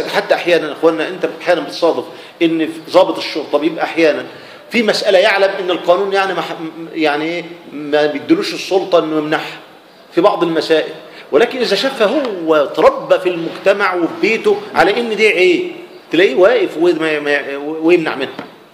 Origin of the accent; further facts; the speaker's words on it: Egypt; وما انا مش بقول عشان انا احنا مصريين